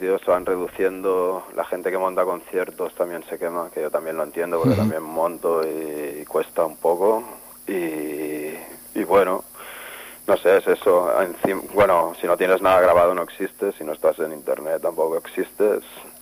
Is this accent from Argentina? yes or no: no; Spain; first language Catalan; Spanish is a second language; yo siempre lo he visto como algo natural, ya que es mi lengua materna y a la hora de escribir, pues, no sé, a mí me sale en catalán